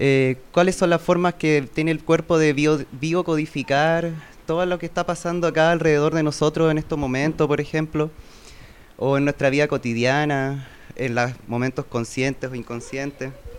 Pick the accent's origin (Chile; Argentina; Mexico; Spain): Chile; Valparaíso; Venimos de Valparaíso a presentar unas reflexiones de una experiencia diagnósticas y terapéuticas dentro del ejercicio de nuestra profesión, que estudiamos psicología en Valparaíso igual.